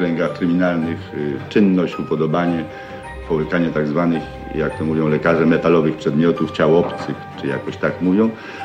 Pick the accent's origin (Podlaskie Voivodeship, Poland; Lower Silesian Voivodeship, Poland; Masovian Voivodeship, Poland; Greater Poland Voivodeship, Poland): Masovian Voivodeship, Poland; Włochy; Mnie pomogło to, że ja się urodziłem na przedmieściu. Mieszkałem w małym miasteczku też podwarszawskim, które się nazywa i jest do tej pory Włochy. A to była przedmiejska dzielnica.